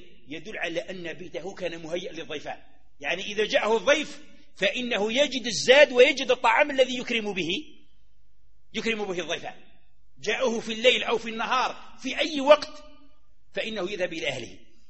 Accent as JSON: {"language": "Arabic", "country": "Algeria", "said": "احنا عندنا في الصحراء ولا عندنا في غرب الجزائر"}